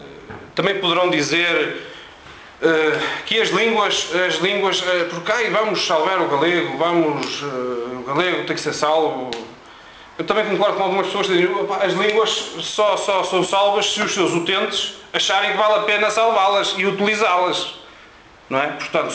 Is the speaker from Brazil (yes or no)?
no; Braga, Norte, Portugal; eu sou de Braga, trabalho em Tomar.